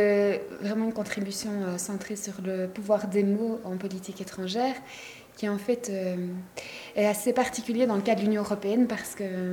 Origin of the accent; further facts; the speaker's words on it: Belgium; je suis belge